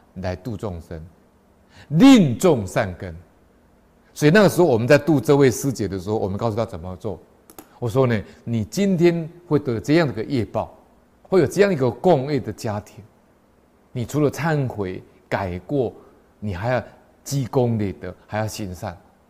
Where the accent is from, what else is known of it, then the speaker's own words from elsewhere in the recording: Taipei, Taiwan; 我们台北人都知道